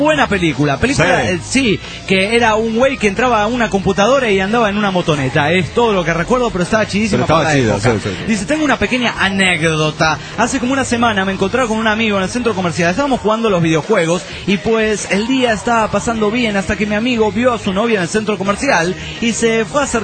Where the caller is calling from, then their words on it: San Luis, Argentina; de San Luis, Argentina.